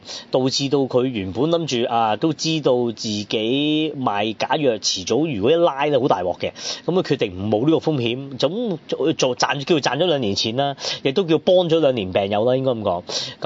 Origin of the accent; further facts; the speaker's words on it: Hong Kong; 我哋香港人睇可能就冇咁投入啦